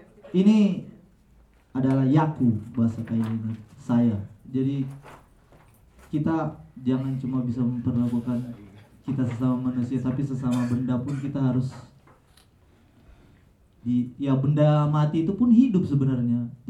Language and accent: Indonesian; Palu, Central Sulawesi, Indonesia; Ini kebetulan saya dari Sulawesi Tengah, Palu.